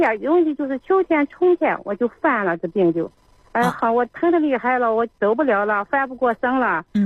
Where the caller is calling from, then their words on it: Zhangjiakou, Hebei, China; 河北省啊，河北省张家口。